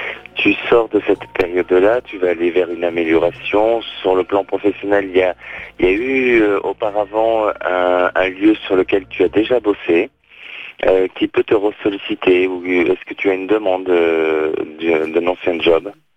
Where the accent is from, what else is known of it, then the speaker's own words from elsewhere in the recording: France; born there; et puis bien sûr la France, mon pays natal.